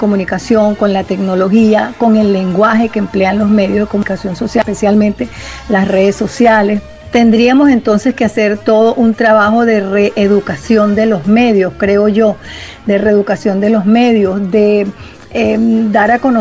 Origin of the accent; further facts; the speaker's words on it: Venezuela; nos impide entendernos como venezolanas y venezolanas